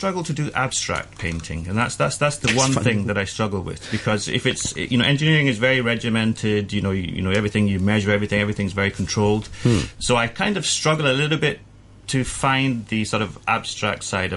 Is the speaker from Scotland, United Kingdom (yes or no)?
yes; Scotland, United Kingdom; I think it's from my upbringing in Scotland, because I was born in Scotland and lived near the seaside a lot of the time.